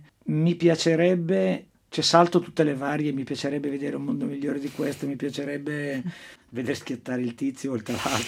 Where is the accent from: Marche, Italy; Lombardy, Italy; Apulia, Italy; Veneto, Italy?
Lombardy, Italy; Chiari; moved away as an adult; now in Milan, Italy; Il mio polo è sempre stato a Milano. Io sono bresciano d'origine.